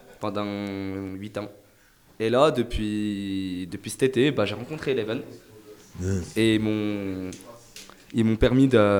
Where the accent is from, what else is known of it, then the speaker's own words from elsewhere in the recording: Algeria; c'est dédicace à mon pays d'origine, l'Algérie.